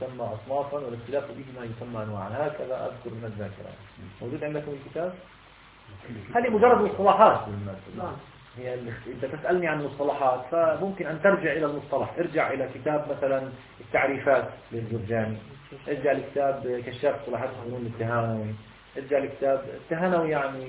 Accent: Palestine; أنت أمريكي أنا مثلا فلسطيني

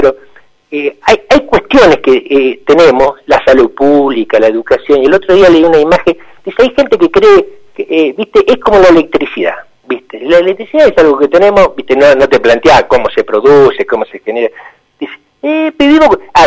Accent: Zárate, Buenos Aires Province, Argentina; yo soy originario de Zárate

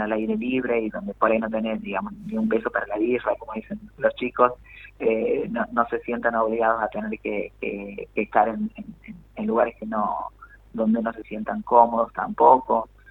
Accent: Villa Dolores, Córdoba, Argentina; moved away as an adult; Yo soy de Villa Dolores, en realidad, de Tras la Sierra, donde fui hace muchísimos años. Tengo 45, así que ya está madurada la cosa en un montón de sentidos y de caminos, y yo recuerdo haberme ido de mi pago, detrás de la Sierra Hermosa

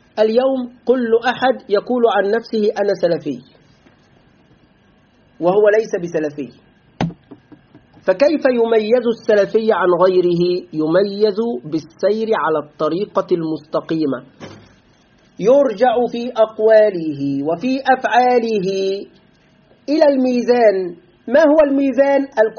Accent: Egypt; في بلدنا مصر كثير من طلاب العلم يقعون في هذا

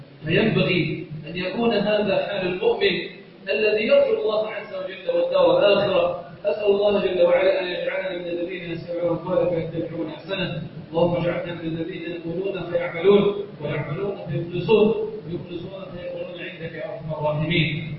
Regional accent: Egypt; اللهم إنا نسألك أن تجعل بلدنا مصر صخارا رخاء أمنا أمانا

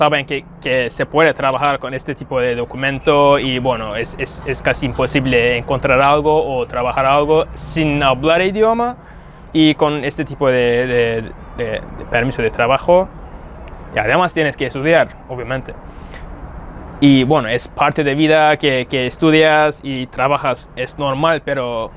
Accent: Istanbul, Turkey; Spanish is a second language; vengo de Estambul, tengo 28 años

